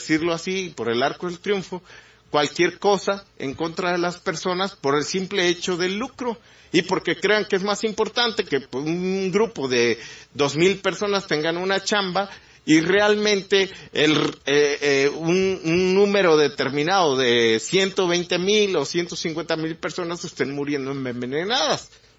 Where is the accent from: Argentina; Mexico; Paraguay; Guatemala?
Mexico; sobre todo en una idiosincrasia como la mexicana, ¿no? Una cultura como la nuestra.